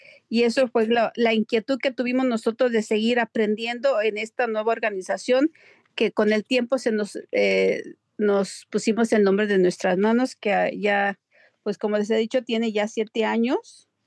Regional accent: Cuernavaca, Morelos, Mexico; now in United States; soy del estado de Morelos, Cuernavaca, Morelos.

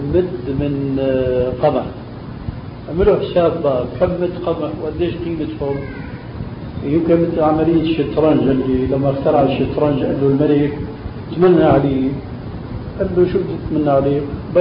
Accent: Syria; also born or lived in Albania; عندنا في سوريا خاصة في بلادنا الأصيلة ألبانيا مثلا

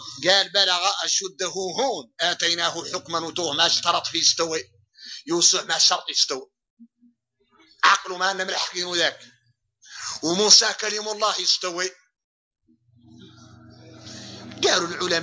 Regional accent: Mauritania; شوفوا احنا موريتاني الحمد لله

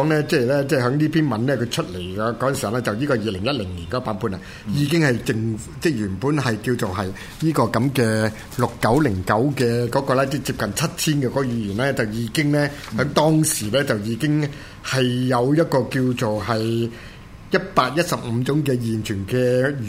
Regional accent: China; 這個最啱我哋中國人去講呢

